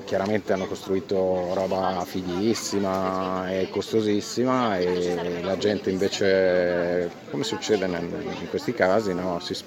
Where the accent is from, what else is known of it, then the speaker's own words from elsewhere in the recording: Veneto, Italy; now in Milan, Italy; Vengo giù dalle montagne del Veneto